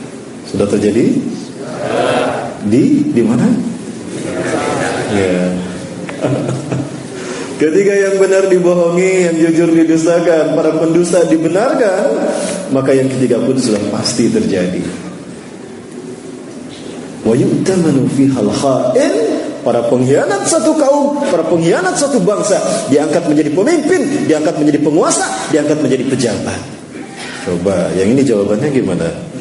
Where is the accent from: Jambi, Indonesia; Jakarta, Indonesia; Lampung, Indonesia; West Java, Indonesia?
West Java, Indonesia; Bandung; Saya asli dari Bandung, kelahiran Bandung dan keluarga Bandung Padang ya. Ibu saya dari Bandung, ayah saya putra Padang, Bukit Tinggi, Sunepuan. Jadi Sunda Padang, Pak.